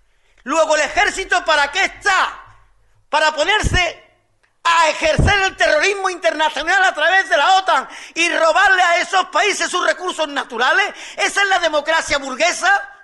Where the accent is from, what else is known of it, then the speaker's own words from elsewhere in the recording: Andalusia, Spain; como trabajadores y como andaluces